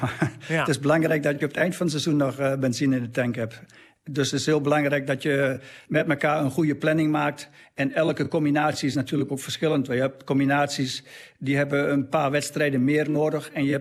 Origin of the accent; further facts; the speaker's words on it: Netherlands; Zo, dus ik ben echt een Nederlander.